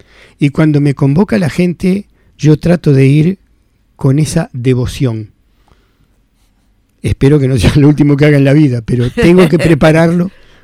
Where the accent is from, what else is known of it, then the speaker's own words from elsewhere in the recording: Montevideo, Uruguay; born there; yo soy más rioplatense, porque nací en Montevideo.